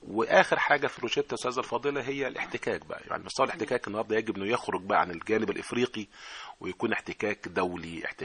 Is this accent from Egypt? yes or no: yes; Egypt; زي احنا كده عندنا في مصر المدارس الصناعية